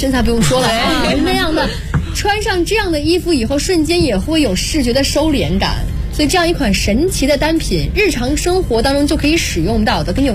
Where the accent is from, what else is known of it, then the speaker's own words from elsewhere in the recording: Jiangsu, China; 在我的家乡，我是江苏人，我妈妈从小跟我讲的是过了立秋以后就不能下水了